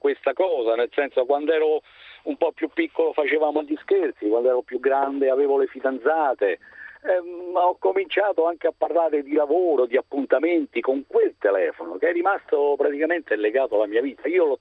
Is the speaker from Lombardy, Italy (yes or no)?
no; Rome, Lazio, Italy; io ho oltre 60 anni, sono di Roma